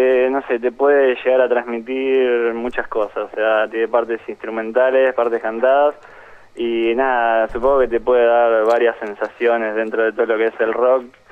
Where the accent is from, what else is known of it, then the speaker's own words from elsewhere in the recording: Buenos Aires Province, Argentina; un chico es de Bahía Blanca, y después Matías y yo somos de Zona Sur, pero bueno, ahora, qué sé yo, estamos digamos, en todo lo que es Capital, La Plata también.